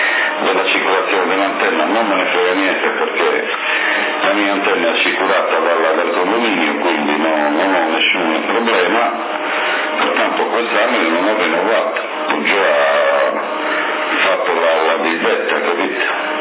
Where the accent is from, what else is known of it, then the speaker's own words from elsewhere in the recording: Sassari, Sardinia, Italy; Io sono di Sassari e appartengo alla sezione di Sassari